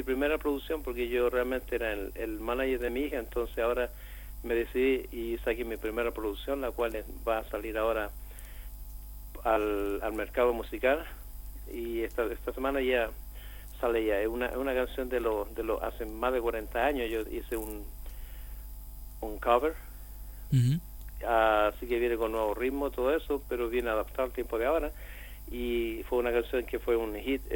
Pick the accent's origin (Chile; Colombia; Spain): Chile; now in United States; Ser chileno, soy chileno, pero no puedo adopté la ciudadanía americana.